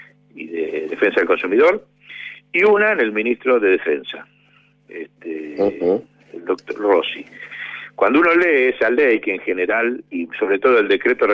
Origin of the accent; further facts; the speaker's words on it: Argentina; con respecto a la cuarentena que hemos tenido como argentinos